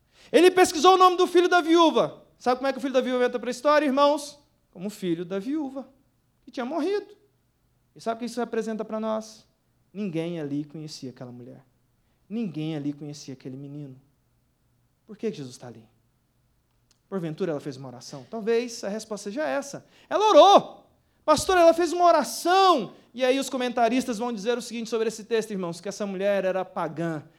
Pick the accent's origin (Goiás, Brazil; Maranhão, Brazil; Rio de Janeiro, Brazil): Goiás, Brazil; Anápolis; Sou lá de Goiás, nascido em Anápolis, comedor de piqui, irmãos